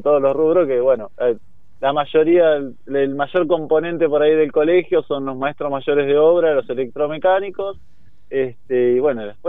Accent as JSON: {"language": "Spanish", "town": "General Alvarado", "region": "Buenos Aires Province", "country": "Argentina", "said": "yo voy de candidato a presidente, soy de General Alvarado"}